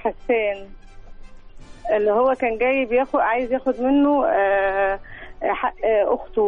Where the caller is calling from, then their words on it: Cairo, Cairo Governorate, Egypt; من القاهرة.